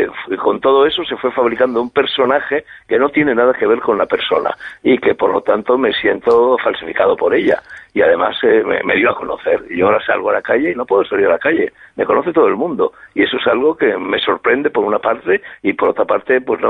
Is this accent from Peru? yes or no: no; Spain; desde un punto de vista español aquí, en mi país